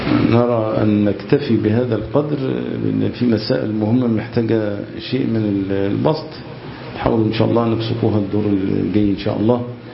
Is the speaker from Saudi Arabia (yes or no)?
no; Egypt; كمصريين، للحفاظ على يعني وحدتنا ولحمتنا وعلى قوتنا.